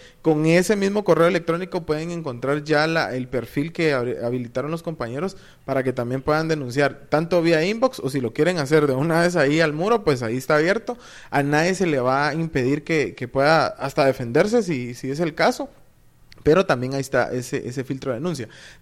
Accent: Guatemala; Yo sé que como guatemaltecos en general nos cuesta un poquito eso de la lectura

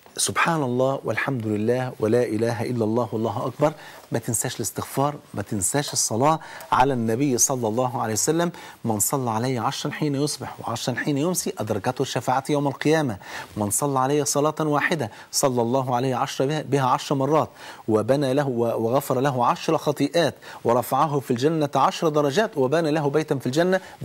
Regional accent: Egypt; يعني احنا كمصريين، مصر مقسومة نصين

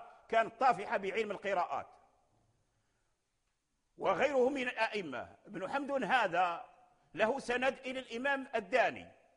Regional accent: Morocco; أسانيدهم موصولة معروفة عندنا في المغرب

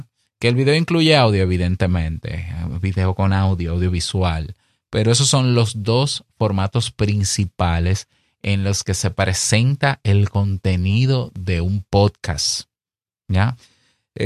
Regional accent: Dominican Republic; Es muy común en mi país, que digo en mi país porque yo tengo un directorio de podcast dominicano

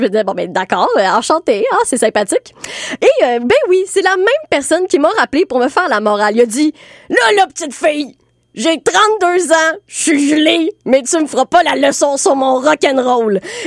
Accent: Montreal, Quebec, Canada; Oui, je suis très montréalaise là-dessus, là. J'ai pas de voiture, transport en commun.

